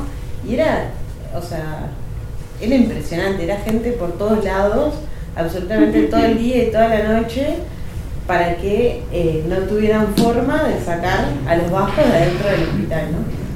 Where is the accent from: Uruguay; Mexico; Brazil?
Uruguay; Yo soy uruguaya.